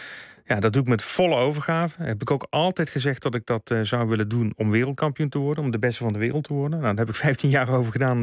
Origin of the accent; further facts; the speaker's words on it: Limburg, Netherlands; Ja, wij als Limburgers.